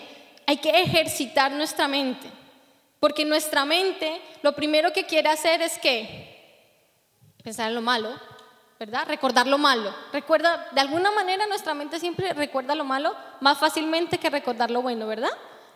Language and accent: Spanish; Colombia; saben que soy colombiana